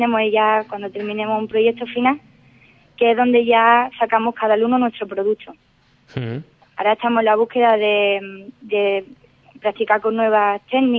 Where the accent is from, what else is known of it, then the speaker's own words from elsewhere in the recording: Ubrique, Andalusia, Spain; Al ser de Ubrique y al encontré información sobre este máster, decidí intentarlo, ¿no? Ya que soy de Ubrique